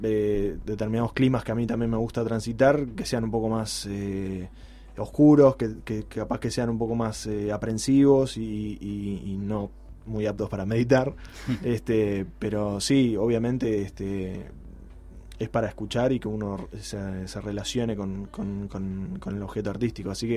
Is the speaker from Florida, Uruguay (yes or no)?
no; Montevideo, Uruguay; Y que quede claro que soy de Montevideo.